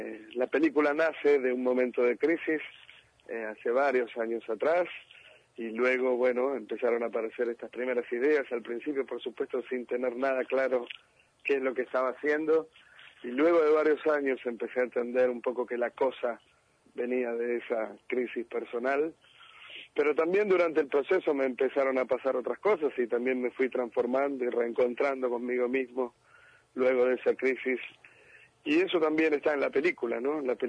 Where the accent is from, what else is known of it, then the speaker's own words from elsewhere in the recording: Buenos Aires, Argentina; Yo soy de La Boca.